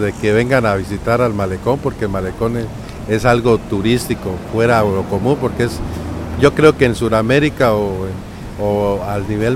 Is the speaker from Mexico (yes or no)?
no; Colombia; now in Guayaquil, Ecuador; Yo soy colombiano, pero radicado hace 10 años aquí en Guayaquil.